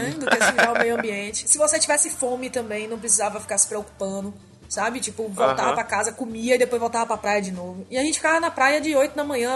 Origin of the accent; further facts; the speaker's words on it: Bahia, Brazil; eu sou baiana, né, gente?